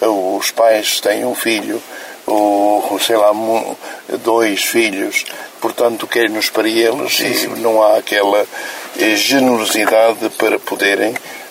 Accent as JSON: {"language": "Portuguese", "region": "Aveiro", "country": "Portugal", "tie": "born or raised there", "said": "E procurou-se que fosse admitido em Aveiro, de onde eu sou natural."}